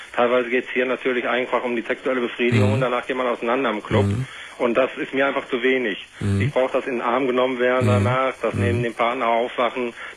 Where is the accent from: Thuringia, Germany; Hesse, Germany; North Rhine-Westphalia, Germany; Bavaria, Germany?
North Rhine-Westphalia, Germany; Cologne; also normalerweise kommen wir beide aus dem Raum in Köln. Und ich bin nur hier unten beruflich gelandet vor 2 Jahren